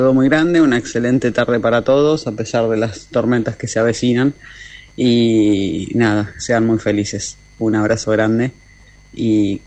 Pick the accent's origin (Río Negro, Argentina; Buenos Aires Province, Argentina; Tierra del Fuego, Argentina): Buenos Aires Province, Argentina; Lanús; de Malureras Argentinas, de Lanús, fans obviamente de … hace más de 20 años